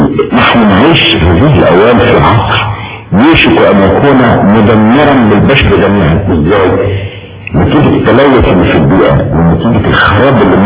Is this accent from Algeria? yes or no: no; Egypt; احنا عندنا في مصر تعبير شعبي بيقول ايه